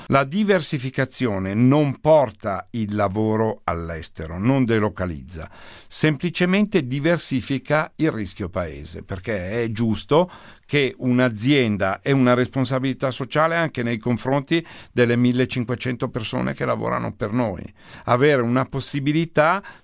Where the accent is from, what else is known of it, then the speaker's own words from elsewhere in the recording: Monza, Lombardy, Italy; Io sono di Monza, ho una grande passione per l'automobilismo